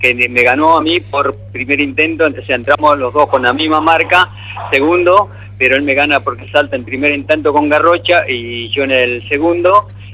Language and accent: Spanish; Uruguay; moved away as an adult; now in Argentina; como vengo de Uruguay a los 22 años y me radiqué acá